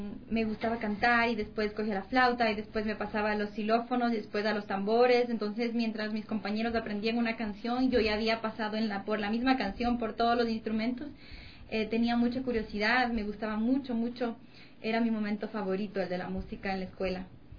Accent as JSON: {"language": "Spanish", "region": "Amazon", "country": "Ecuador", "tie": "born or raised there", "also_born_or_lived": "Latacunga", "said": "Yo nací en La Tacunga, en Cotopaxi, y de ahí, bien pequeñita, mis padres me llevaron a la Amazonía. Ahí me crié"}